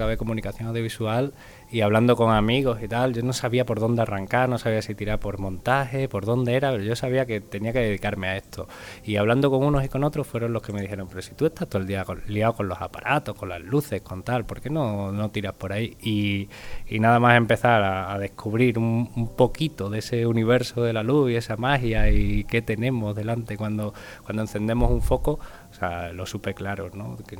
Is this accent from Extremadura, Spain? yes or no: yes; Badajoz, Extremadura, Spain; Soy de Badajoz.